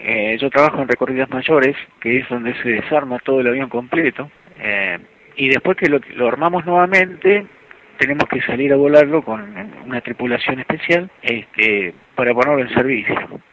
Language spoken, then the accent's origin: Spanish; Mataderos, Buenos Aires, Argentina; also born or lived in Caballito; Yo viví... No nací en Caballito. Y de chiquito fui, bueno, de nacido fui a vivir a la República de Mataderos.